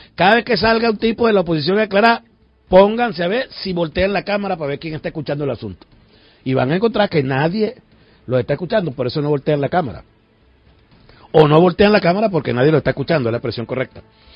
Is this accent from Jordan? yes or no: no; Venezuela; y como venezolano, pues me parece que esto es una irresponsabilidad